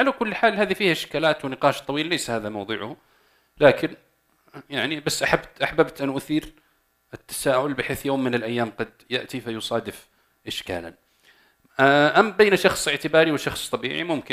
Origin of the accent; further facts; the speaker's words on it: Saudi Arabia; طب عندنا في السعودية الآن عقود تتم